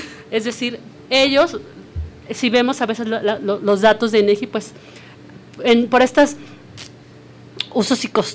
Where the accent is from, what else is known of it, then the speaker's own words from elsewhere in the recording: Mexico City, Mexico; soy chilanga, estudié comunicación social